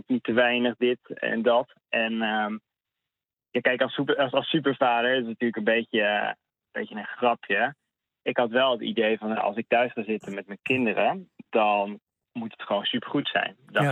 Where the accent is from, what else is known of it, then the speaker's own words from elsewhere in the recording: Barcelona, Catalonia, Spain; Ik zit er iets buiten, maar inderdaad, het is mijn thuisstad.